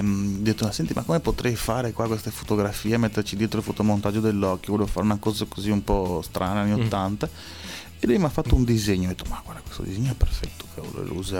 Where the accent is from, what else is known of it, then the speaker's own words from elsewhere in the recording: England, United Kingdom; Italian is a second language; sono io poi sono inglese